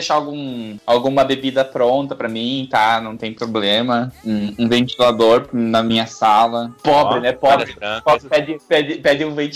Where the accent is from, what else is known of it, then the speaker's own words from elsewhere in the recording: Pará, Brazil; now in Santa Catarina, Brazil; Na verdade, eu sou paraense, eu moro em Santa Catarina, mas todo mundo que não é do Sul fala que eu sou gaúcho.